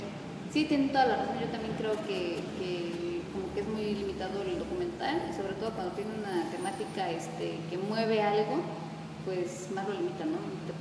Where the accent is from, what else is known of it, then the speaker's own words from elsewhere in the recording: Mexico; todo eso está pasando en mi país, porque era un documental de México.